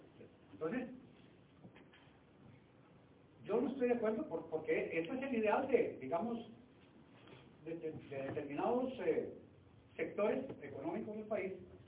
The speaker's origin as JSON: {"language": "Spanish", "region": "Cartago", "country": "Costa Rica", "tie": "born or raised there", "said": "Yo me crié en Cartago"}